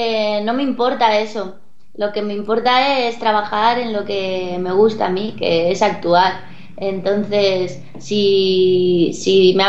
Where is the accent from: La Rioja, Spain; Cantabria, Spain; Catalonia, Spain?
La Rioja, Spain; Calahorra; born there; Nací en Calahorra, en La Rioja. ¿Sabéis dónde está?